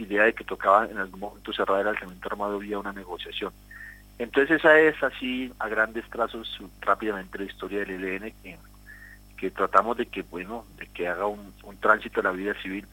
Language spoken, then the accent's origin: Spanish; Colombia; yo soy colombiano